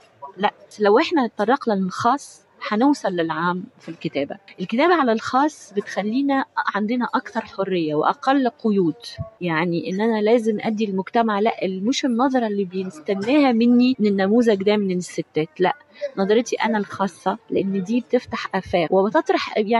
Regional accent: Tunisia; أنا تونس مثلا، أنا تونسية، تونس تقدمت جدا في حقوق المرأة

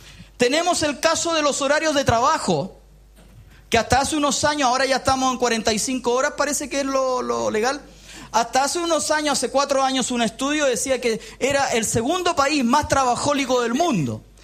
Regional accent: Chile; ¿qué podemos decir que como chileno medio somos felices?

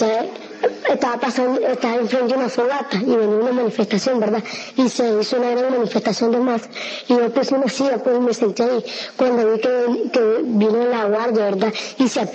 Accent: Masaya, Nicaragua; De Masaya.

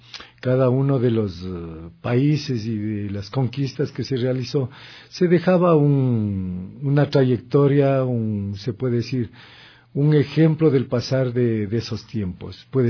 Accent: Machachi, Pichincha, Ecuador; Yo soy de Machachi.

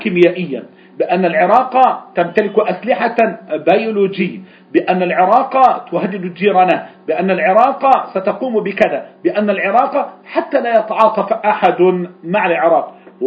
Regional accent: Egypt; عندنا في مصر

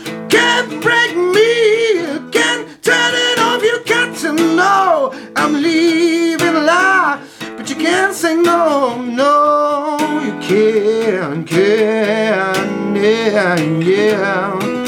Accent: La Plata, Buenos Aires Province, Argentina; Después sí, somos todos de La Plata, sí

